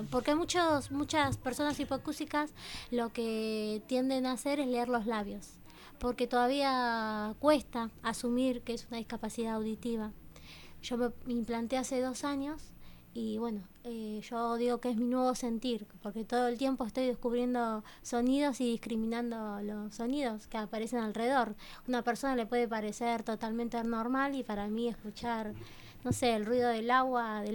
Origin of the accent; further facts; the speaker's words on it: Berisso, Buenos Aires Province, Argentina; Bueno, tengo 28 años, soy de Berisso